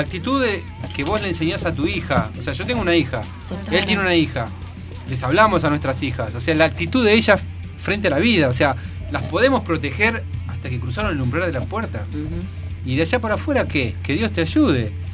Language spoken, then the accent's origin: Spanish; San Martín, Buenos Aires Province, Argentina; Yo soy de San Martín, digamos que eso sería Villa Zacala.